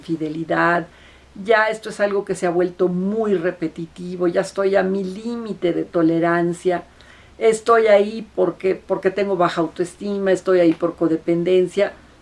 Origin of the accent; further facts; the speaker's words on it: Mexico City, Mexico; ya no nada más aquí en mi ciudad natal que es la Ciudad de México